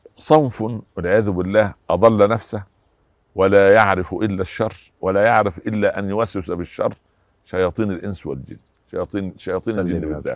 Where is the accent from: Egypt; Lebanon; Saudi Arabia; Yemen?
Egypt; مساكين عندنا في مصر في وسط نبات الملوخية